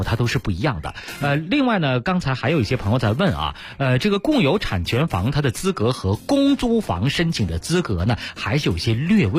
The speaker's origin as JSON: {"language": "Chinese", "region": "Beijing", "country": "China", "said": "就我们北京人在这个比例上呢实际上有点吃亏哈"}